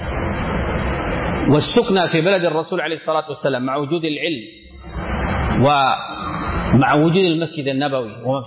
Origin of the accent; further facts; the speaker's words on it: Sudan; من المشهور عندنا في السودان